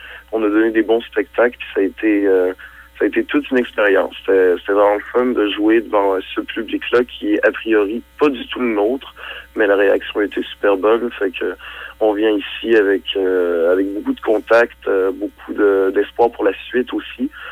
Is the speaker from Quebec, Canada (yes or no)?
yes; Quebec City, Quebec, Canada; puisque moi, je suis de Québec, et puis ça se passait à Montréal.